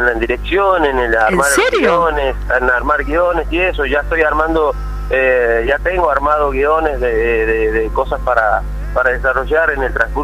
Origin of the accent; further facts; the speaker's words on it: Santiago del Estero, Argentina; En Santiago del Estero, en Capital.